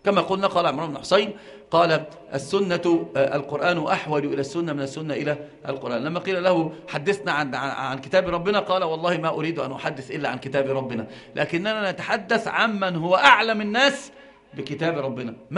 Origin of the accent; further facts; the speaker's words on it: Egypt; وانت انظر اللي راكب عربية يسمونها عندنا في مصر قردة عربية نصر